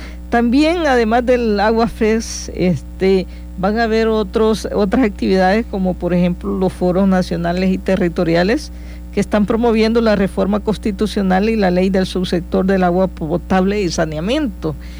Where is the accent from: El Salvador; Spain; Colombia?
El Salvador; porque consideramos que como salvadoreños, como salvadoreñas, tenemos toda la calidad humana